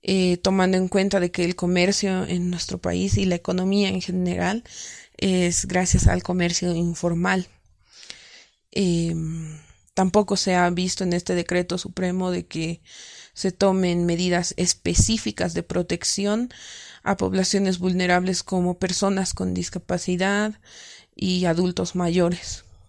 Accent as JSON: {"language": "Spanish", "region": "La Paz", "country": "Bolivia", "said": "soy de La Paz, Bolivia."}